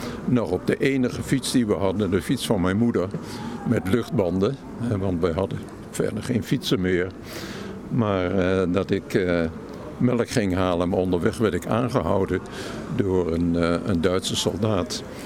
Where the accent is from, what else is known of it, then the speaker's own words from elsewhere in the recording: Zwolle, Overijssel, Netherlands; Dus van 9 tot 14 jaar heb ik dus de oorlog meegemaakt in het oosten van het land. Ik kom uit Zwolle.